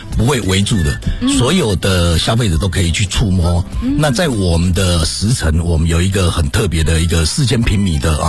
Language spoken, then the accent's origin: Chinese; China; 那毕竟骨子里面我们都是中国人